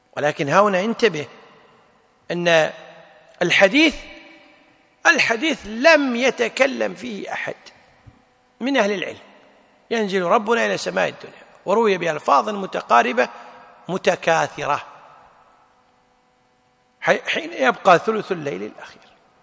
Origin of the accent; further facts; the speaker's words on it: Kuwait; مثل الآن عندنا في الكويت في ميثاق المسجد